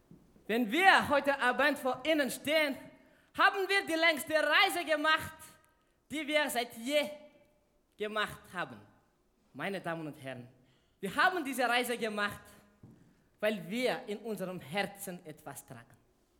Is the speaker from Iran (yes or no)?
no; Madagascar; German is a second language; Wir stammen aus Fianarivo, in der Nähe von Antananarivo, Hauptstadt von Madagaskar, eine schöne Insel in der Indischen Ozean.